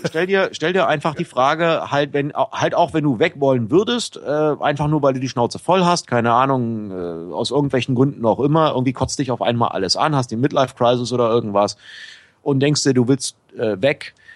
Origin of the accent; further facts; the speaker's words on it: Berlin, Germany; Der erste Umzug war ich komme eigentlich aus Berlin-Pankow. Und der erste Umzug war von Berlin-Pankow nach Charlottenburg, weil ich in Wilmersdorf einen Job hatte damals.